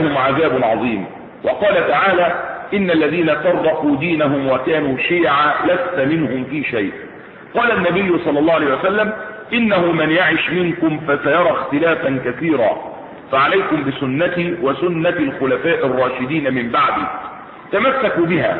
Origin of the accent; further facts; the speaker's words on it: Egypt; احنا مصريين بس بنقول كلمه ايه الحق باذن الله تبارك وتعالى